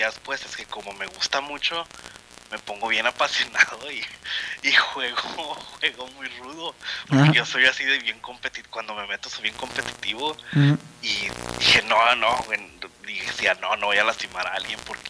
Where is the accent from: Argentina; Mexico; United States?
Mexico; Ciudad Juárez, Chihuahua; Mira, me tocó, como soy de Juárez